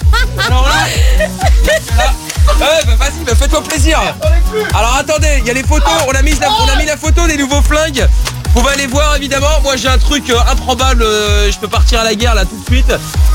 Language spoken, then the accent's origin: French; Portugal; en tant que portugais, je pourrais peut-être te donner quelques infos à ce niveau-là